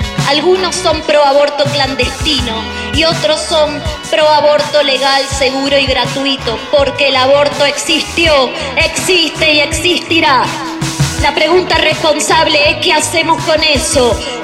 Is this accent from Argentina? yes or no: yes; Argentina; que yo, como ciudadana argentina, merecía, porque es mi derecho básico.